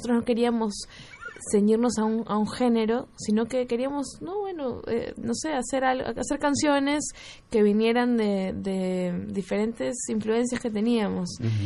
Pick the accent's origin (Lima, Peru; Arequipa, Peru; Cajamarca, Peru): Lima, Peru; nosotros venimos de Lima, Perú.